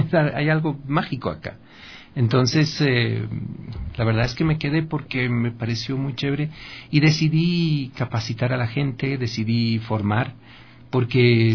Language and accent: Spanish; Bolivia; now in Ecuador; Pero, ¿cómo soy boliviano? Somos Comunidad Andina de Naciones, es todo.